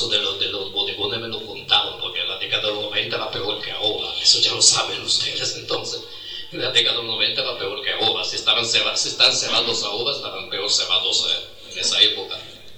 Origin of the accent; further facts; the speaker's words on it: Italy; Spanish is a second language; now in Argentina; yo me considero italiano, porque mi formación está en Italia. Yo estudié la facultad en Italia. No puedo considerarme argentino.